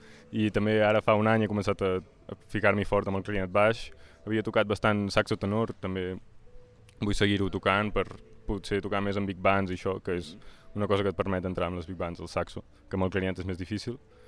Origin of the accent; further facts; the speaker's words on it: Vic, Catalonia, Spain; moved away as an adult; also born or lived in Amsterdam; sóc de Vic, he estudiat aquí a l'Escola de Música